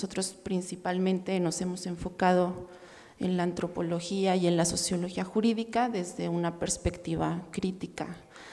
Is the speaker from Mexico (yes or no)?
yes; Morelia, Michoacán, Mexico; Bueno, nosotros somos de Morelia, trabajamos en Michoacán.